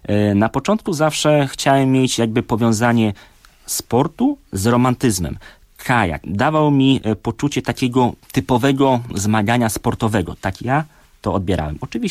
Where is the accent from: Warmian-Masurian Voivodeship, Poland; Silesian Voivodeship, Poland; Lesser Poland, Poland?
Warmian-Masurian Voivodeship, Poland; Kętrzyn; Urodziłem się w niewielkim mieście Kętrzyn na Mazurach, gdzie jak miałem 10 lat, chodziłem zawsze po szkole na stadion